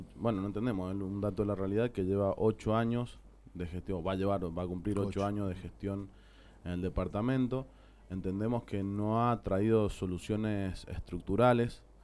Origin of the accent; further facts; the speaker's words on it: Mendoza, Argentina; Nosotros creemos que los mendocinos somos mendocinos y punto.